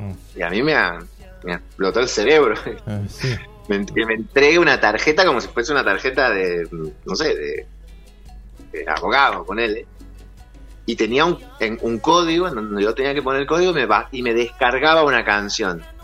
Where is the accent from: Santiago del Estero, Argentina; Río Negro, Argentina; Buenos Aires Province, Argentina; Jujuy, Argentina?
Santiago del Estero, Argentina; Yo soy de Santiago del Estero.